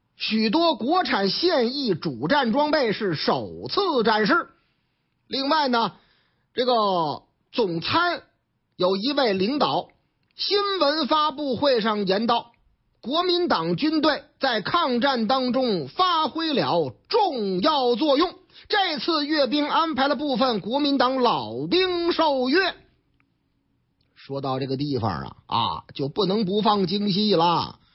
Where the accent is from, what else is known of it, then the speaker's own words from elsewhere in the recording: Northeast China, China; 我老家东北，李玉和同志呢，我东北老乡